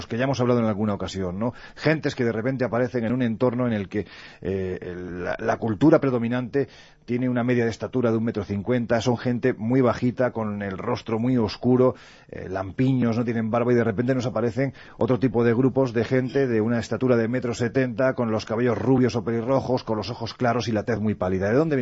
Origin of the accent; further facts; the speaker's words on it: Andalusia, Spain; Oye, yo siempre digo que soy andaluz sin gracia, o sea que...